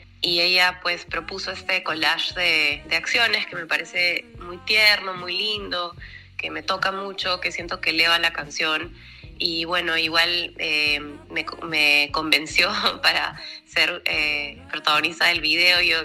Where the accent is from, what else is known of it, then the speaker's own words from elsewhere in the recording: Peru; acá en el centro de mi país, en Huancayo, que se llama Perú Central